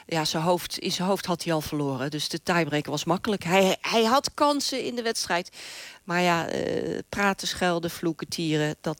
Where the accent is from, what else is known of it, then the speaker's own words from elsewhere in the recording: Netherlands; Wij lachen ons rot natuurlijk als Nederlanders.